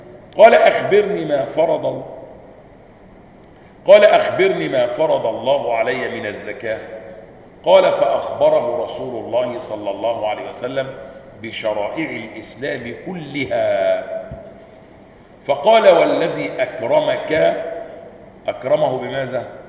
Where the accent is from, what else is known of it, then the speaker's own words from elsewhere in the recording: Upper Egypt, Egypt; اصل انا صعيدي على فكره عشان بس ما تفتكروش العمليه، انا صعيدي الصعيدي، ها واخدين بالكم؟ والدماغ دماغ صعيدي